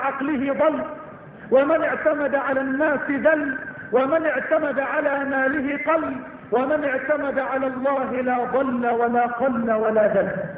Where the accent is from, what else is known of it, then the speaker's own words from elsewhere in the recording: Egypt; اللهم اجعل بلدنا مصر بلد الأمن والأمان